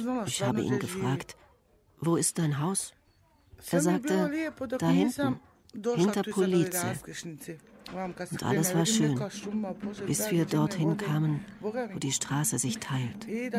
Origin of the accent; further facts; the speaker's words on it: Modriča, Republika Srpska, Bosnia & Herzegovina; geboren in Modrica. Das ist drüben in der Serbischen Republik.